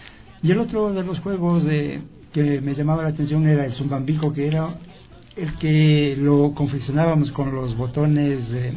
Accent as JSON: {"language": "Spanish", "town": "Tabacundo", "region": "Pichincha", "country": "Ecuador", "said": "cuando yo ejercía ya la profesión de periodista en mi tierra, en Tabacundo"}